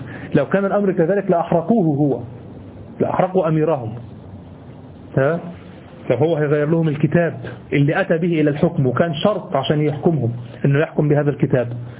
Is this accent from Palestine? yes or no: no; Egypt; أما اللي بيحصل عندنا في مصر والدول العربية فهو هياج بس